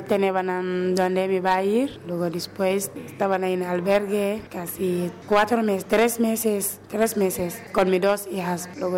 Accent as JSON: {"language": "Spanish", "country": "Gambia", "second_language": "Spanish", "moved": "yes", "lives_now": "Spain", "said": "De Gambia."}